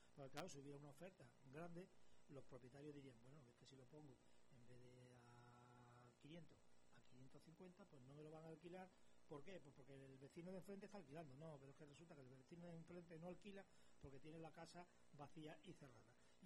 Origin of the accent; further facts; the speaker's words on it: Extremadura, Spain; yo soy extremeño, ustedes lo saben, yo soy extremeño.